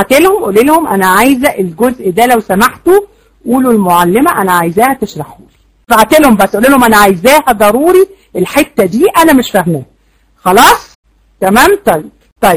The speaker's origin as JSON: {"language": "Arabic", "country": "Egypt", "said": "احنا عندنا يا جماعة 70% جهلة في مصر. احنا عندنا في مصر 70% أميين"}